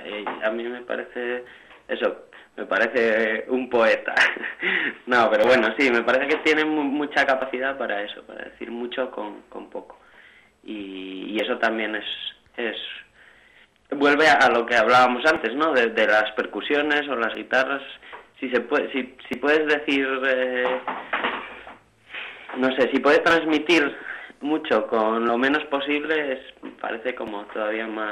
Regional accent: Asturias, Spain; now in Madrid, Spain; yo, vamos, ahora que vivo en Madrid, eso, mucha gente cuando les digo que soy asturiano

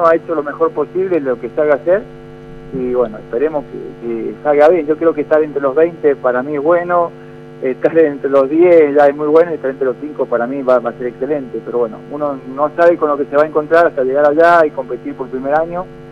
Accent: General Alvear, Mendoza, Argentina; representar de la mejor manera a lo que hizo Argentina, Mendoza, como siempre, y a mi pueblo natal, que es el General Alvear

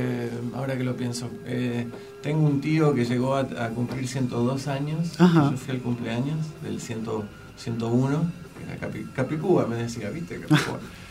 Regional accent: Berkeley, California, United States; en realidad yo crecí en Berkeley, pero que está ahí al lado

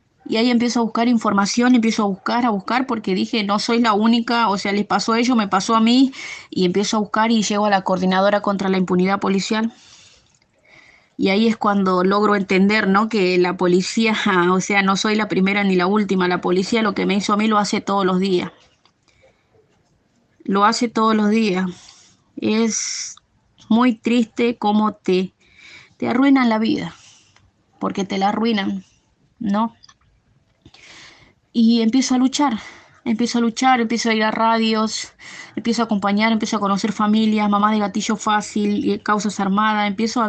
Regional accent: Monte Chingolo, Buenos Aires Province, Argentina; Yo soy de Monte Chingolo.

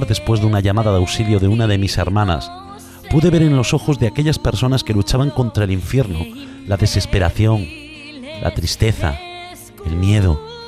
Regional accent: Galicia, Spain; Esta noche quiero comenzar el programa con el fondo musical del himno de mi tierra, el himno gallego.

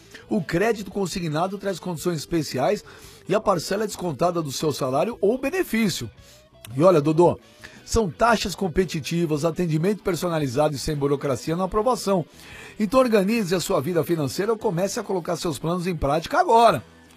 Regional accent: São Paulo, Brazil; born there; Ah, eu nasci em São Paulo.

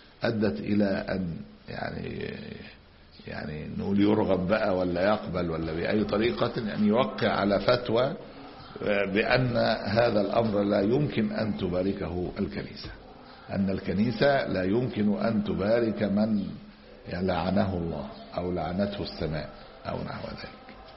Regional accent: Egypt; بعض المدارس الألمانية عندنا في مصر من سنوات

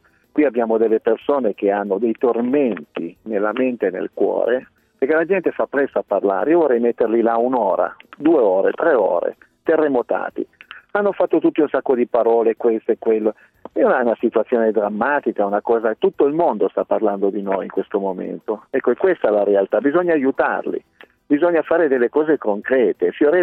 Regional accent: Piedmont, Italy; io dico Langa perché sono piemontese

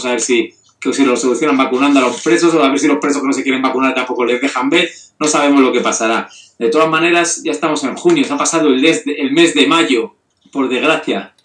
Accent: Santander, Cantabria, Spain; Si yo ya represento a Santander, que soy castellano, solo falta un vasco para tener todo el Cantábrico.

